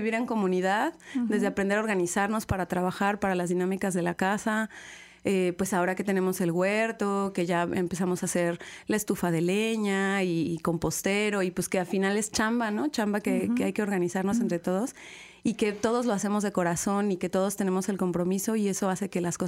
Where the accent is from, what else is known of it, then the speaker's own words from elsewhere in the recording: Querétaro, Mexico; now in Xalapa, Mexico; yo soy de Querétaro. Ajá. Llevo viviendo aquí en Jalapa 6 años.